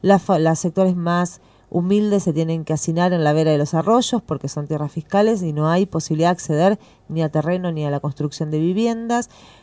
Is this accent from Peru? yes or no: no; La Plata, Buenos Aires Province, Argentina; fui una de las miles de víctimas de la inundación de La Plata, soy del barrio de La Loma